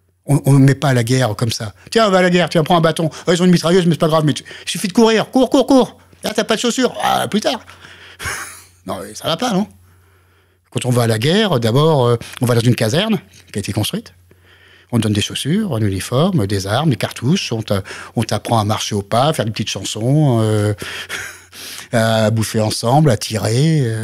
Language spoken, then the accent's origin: French; France; mon travail, en tant que Français, c'est de faire pérenniser ça et de le développer pour les autres Français